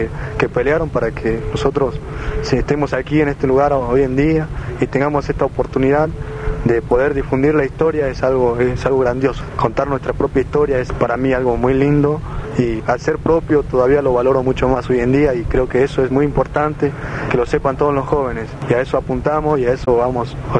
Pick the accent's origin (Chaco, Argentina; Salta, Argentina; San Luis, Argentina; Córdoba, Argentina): Salta, Argentina; Misión Cherenta; Yo soy de Misión Cherenta, también, que representa la etnia guaraní.